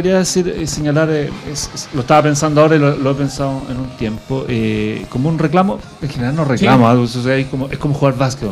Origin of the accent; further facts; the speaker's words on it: Puente Alto, Santiago Metropolitan Region, Chile; born there; Yo nací en Puente Alto, soy profesor de educación física, estudié psicología, soy psicólogo, tengo un magíster en educación